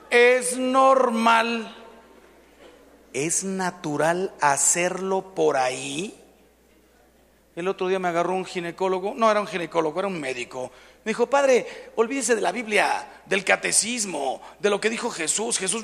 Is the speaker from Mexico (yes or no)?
yes; Mexico; Yo le dije, ¿sabes qué? Soy mexicano.